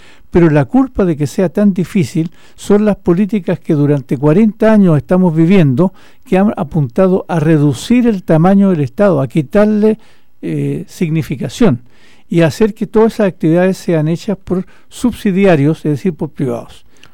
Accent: Chile; los chilenos, las chilenas y los que, no siendo chilenos aún, viven en nuestro país

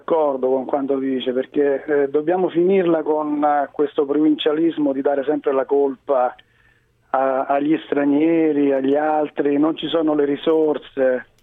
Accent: Rome, Lazio, Italy; io abitavo a Roma, sono nato e cresciuto a Roma

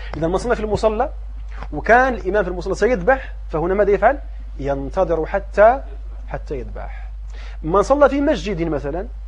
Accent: Morocco; لكن عندنا في المغرب

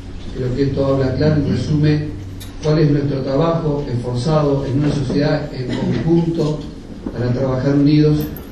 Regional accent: Argentina; creo que es importante como argentinos de que comencemos a visualizar una forma distinta

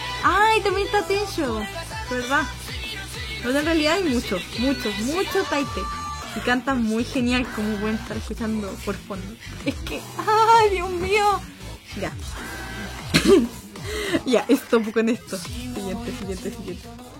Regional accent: Santiago, Santiago Metropolitan Region, Chile; Sí, soy de Chile. Soy chilenita, de hecho soy de la capital de Chile

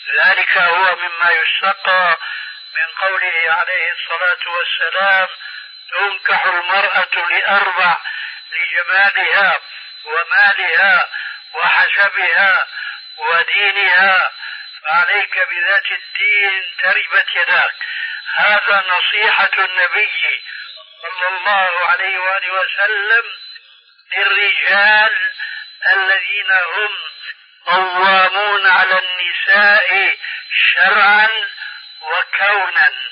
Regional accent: Syria; كما يقولون عندنا في سوريا: بالسريج والفتيل.

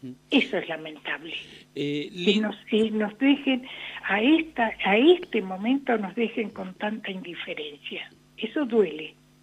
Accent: La Pampa, Argentina; La Pampa, que somos también parte de la Patagonia

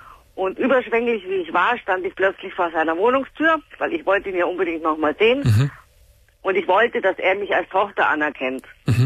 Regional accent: Gersthofen, Bavaria, Germany; now in Munich, Germany; Also ich wohne in München. Und er wohnt in Gersthofen, da wo ich aufgewachsen bin.

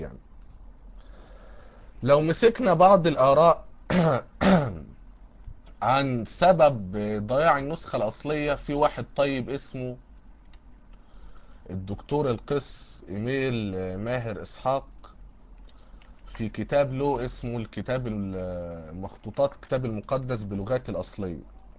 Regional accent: Egypt; لكن عندنا في مصر هنا ما يعرفوش حاجة اسمها علم نقد نصي

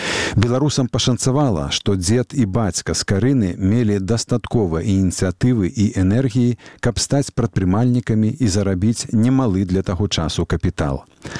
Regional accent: Minsk, Belarus; Нас, …, можна назваць дзецьмі менскага бруку. Мы абодва нарадзіліся і выраслі ў Менску

